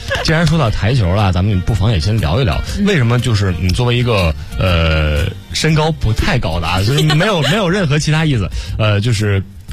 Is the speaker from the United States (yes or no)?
no; Northeast China, China; 因为我也是东北人嘛，